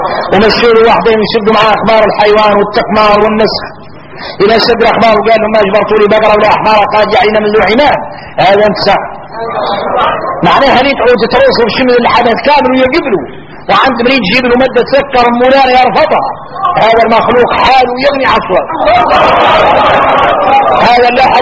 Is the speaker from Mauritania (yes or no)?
yes; Mauritania; احنا موريتاني يا الحار